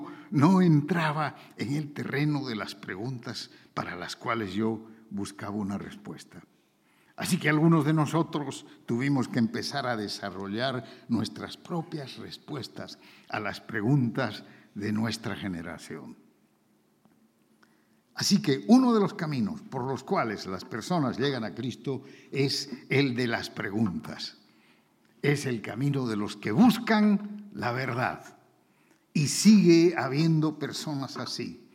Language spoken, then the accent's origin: Spanish; Peru; allá en mi tierra, en el Perú